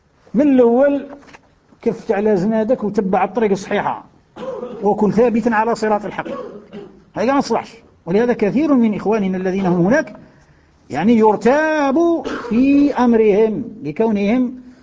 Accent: Algeria; كثير من أبنائنا من بلادنا الجزائر

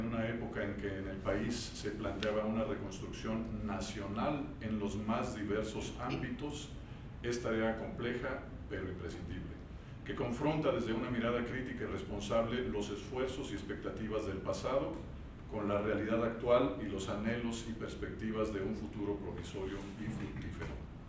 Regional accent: Morelia, Michoacán, Mexico; Muy temprano me inicié en la dirección en Morelia, que es de donde yo soy y donde estudié, en el Conservatorio de las Rosas.

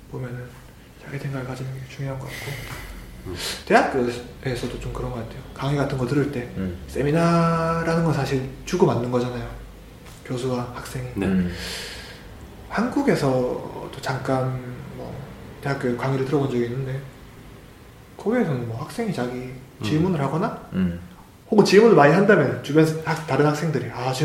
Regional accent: North Gyeongsang, South Korea; 저도 같은 경상도 출신이거든요. 경상 북도 출신인데 또 부산이랑 틀려요.

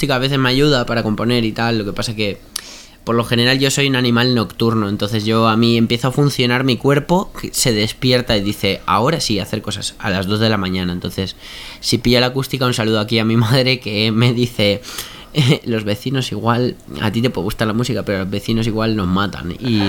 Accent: Uruguay; yo soy de Uruguay, latinoamericano

